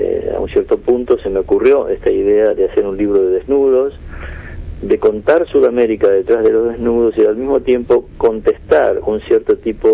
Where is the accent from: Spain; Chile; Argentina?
Argentina; Buenos Aires; a pesar de que yo soy porteño, me interesé especialmente por el interior